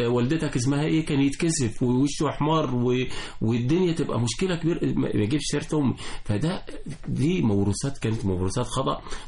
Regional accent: Egypt; يعني عندنا في قريتنا يعني واحنا صغيرين كان مثلا في جيلي كان في بنتين بس هما اللي بيتعلموا في القرية كلها، وقريتي 60,000 نسمة

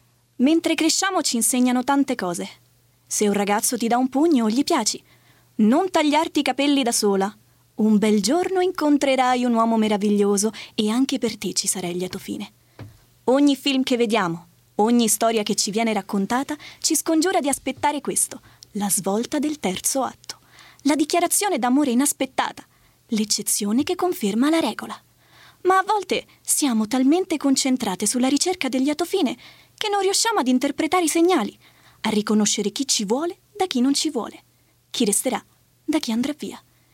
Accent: Fiumicino, Lazio, Italy; vengo da Roma e porto

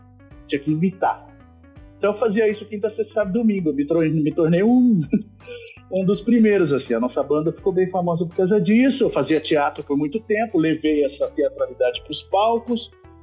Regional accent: Ribeirão Preto, São Paulo, Brazil; na minha adolescência em Ribeirão Preto, que eu sou de lá, né?

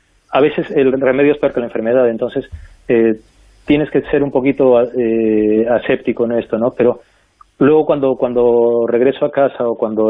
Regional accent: Arequipa, Peru; now in Madrid, Spain; cuando yo decidí que me venía para Madrid por varios motivos mágicos, estábamos en Lima, y aunque yo soy de Arequipa, pero tuvimos que ir a Lima para coger el vuelo internacional

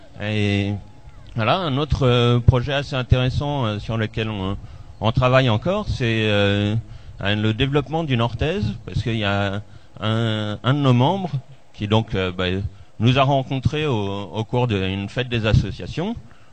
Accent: Albi, Occitanie, France; parce que moi je viens d'Albi

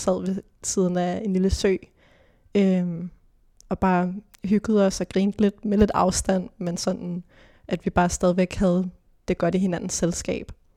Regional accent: Hillerød, Capital Region of Denmark, Denmark; så gik min mor og jeg ud i en skov i Hillerød, hvor jeg er fra.

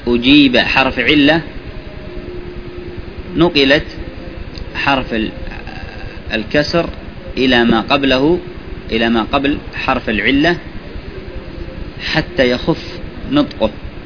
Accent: Yemen; عندنا في اليمن في بعض البلاد يقولون هذا مبيوع

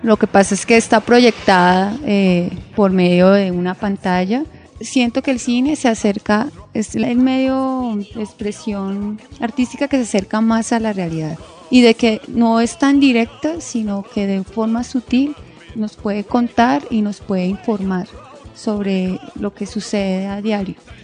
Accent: San Vicente de Chucurí, Santander, Colombia; Porque pues soy oriunda de San Vicente, y segundo, porque siento que las provincias en mi época de infancia tenían una relación mucho más cercana con el circo.

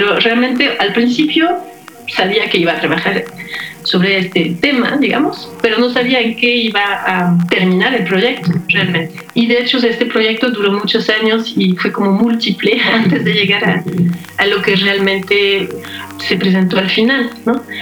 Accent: France; now in Mexico; yo soy francesa, he vivido en Francia básicamente toda mi vida y pues por cuestiones personales hace 17 años vine a vivir a México.

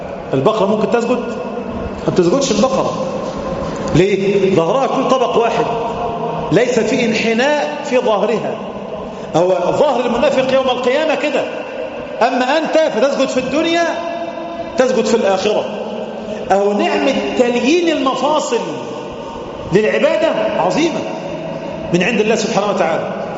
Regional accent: Egypt; النهاردة العملة عندنا في مصر مثلا

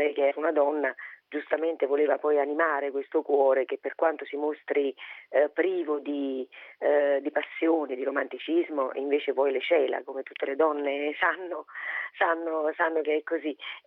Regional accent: Naples, Campania, Italy; per quanto io sia nata a Napoli, sia napoletana e sia di un vicolo, quindi appartenga alla classe del popolo

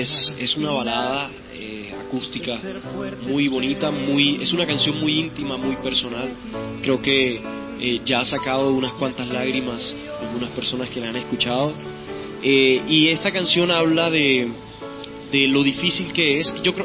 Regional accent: Cartagena, Bolívar, Colombia; Bueno, vengo de Cartagena y voy para el mundo entero.

